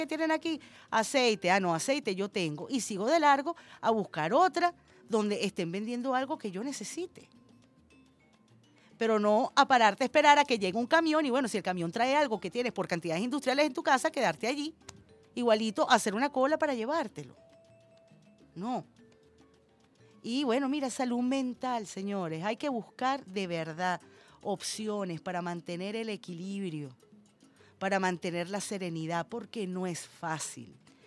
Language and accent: Spanish; Venezuela; yo soy hija de inmigrantes y mis padres se sentían más venezolanos que María Corina, de eso te lo puedo asegurar. Y yo soy venezolana, venezolana con letras mayúsculas